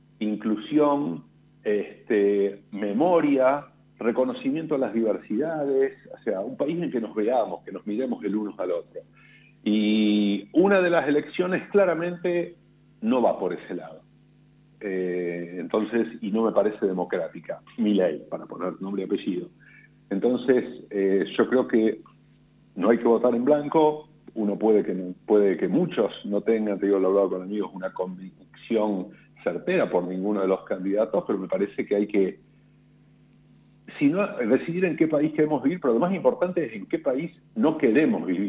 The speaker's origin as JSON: {"language": "Spanish", "town": "Rosario", "region": "Santa Fe", "country": "Argentina", "also_born_or_lived": "United States", "said": "30 años que yo volví de mi postdoctorado, estuve en Italia y en Estados Unidos, y como siempre digo, yo elegí volver a Argentina. Elegí volver además a Rosario, soy rosarino, y es el lugar donde elegí también hacer ciencia y que crezcan mis hijos."}